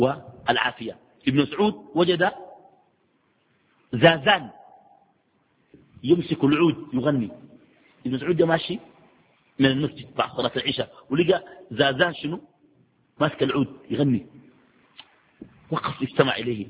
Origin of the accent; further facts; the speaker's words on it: Sudan; ويجيك والله في السودان عندنا جلسة